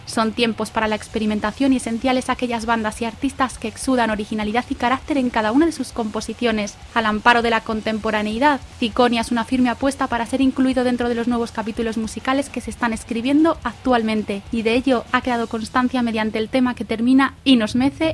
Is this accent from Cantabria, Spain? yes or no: no; Valladolid, Castile and León, Spain; Nos hemos venido a mi tierra, Valladolid.